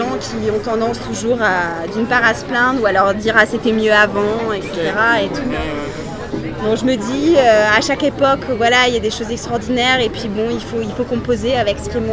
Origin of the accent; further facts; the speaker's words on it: Strasbourg, Grand Est, France; first language German; French is a second language; Moi, j'avais appris, parce que l'allemand, c'était ma première langue. Étant de Strasbourg, si